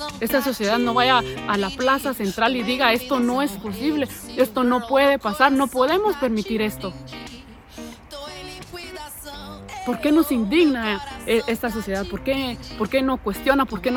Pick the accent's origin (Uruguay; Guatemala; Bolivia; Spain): Guatemala; lo digo como guatemalteca que soy, porque después me acusan. Me salen guatemaltecos, ¿y esta de qué país es? Soy de Guatemala. Y como guatemalteca lo digo con toda autoridad.